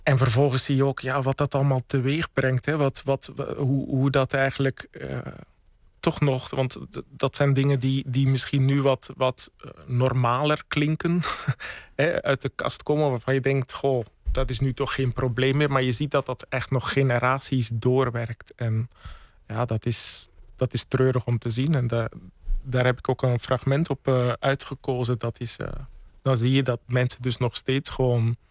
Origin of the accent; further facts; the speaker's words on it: Bellegem, Flanders, Belgium; En ik herken ook heel veel vanuit het West-Vlaamse dorp Bellegem, waar ik ben opgegroeid